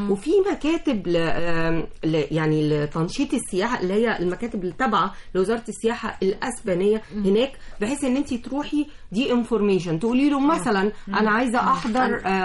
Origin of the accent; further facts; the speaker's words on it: Egypt; ده بيخصنا احنا كمصريين.